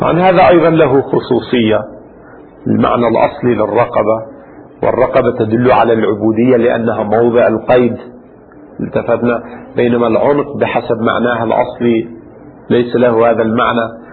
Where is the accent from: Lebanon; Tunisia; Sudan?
Lebanon; يعني عندنا في لبنان لا يقال زوادة